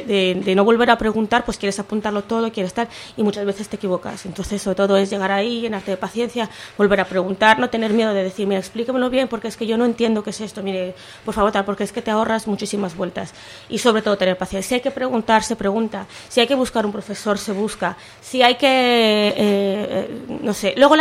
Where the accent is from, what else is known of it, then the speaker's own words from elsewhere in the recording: Mexico; moved away; yo en mi caso, yo soy mexicana, a veces me da, bueno, ahora ya no, pero cuando llegué me da mucha vergüenza preguntar ciertas cosas